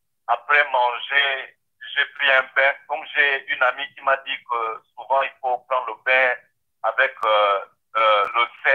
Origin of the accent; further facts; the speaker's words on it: Gabon; Moi, je suis de nationalité gabonaise. Je suis gabonais.